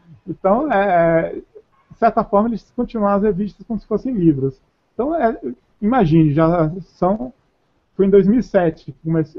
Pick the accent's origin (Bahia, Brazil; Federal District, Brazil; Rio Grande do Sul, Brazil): Bahia, Brazil; Salvador; Eu, como soteropolitano da Bahia, toda essa mistura de culturas, eu gosto bastante